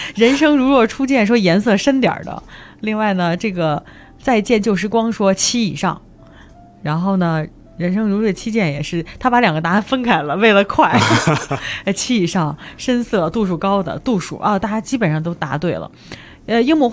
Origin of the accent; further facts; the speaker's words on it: China; 因为说实话，就是我们中国人来讲还是很有喝啤酒的这个生活习惯的。